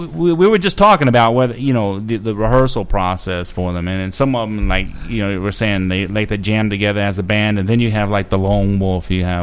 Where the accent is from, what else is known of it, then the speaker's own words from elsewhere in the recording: Gulf Coast, United States; I'm 45 years old. I'm a little bit older than y'all. And I, you know, I grew up on the Gulf Coast